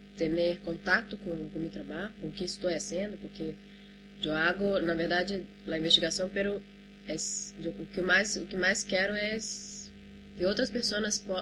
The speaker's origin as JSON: {"language": "Portuguese", "country": "Brazil", "said": "desde uma mirada de curadoria de um como estrangeira em vários países, como brasileira"}